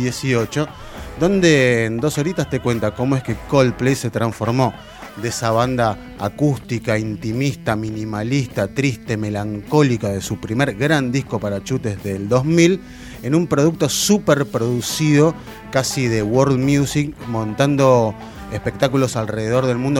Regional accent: Argentina; Soy el periodista argentino, deduzco que soy él.

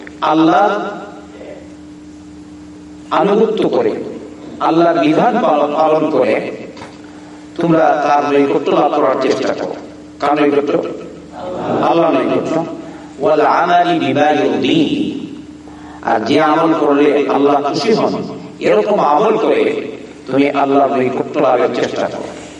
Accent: Bangladesh; আমরা বাংলাদেশের লোকজন সবাই জানে ওসিলা দেয়

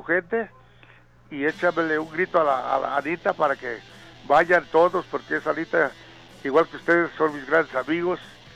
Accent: Mezcala, Mexico; voy a estar allá en mi pueblo a ver si va para allá.

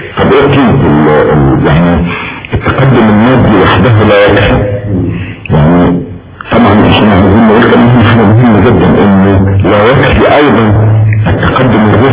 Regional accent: Egypt; احنا عندنا في مصر تعبير شعبي بيقول ايه

